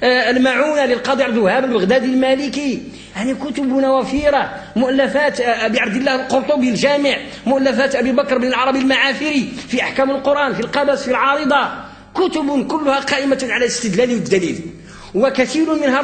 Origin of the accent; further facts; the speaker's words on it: Morocco; وقد كنا كمغاربة وكأندلسيين في عمقنا الحضاري أساتذة للمشرق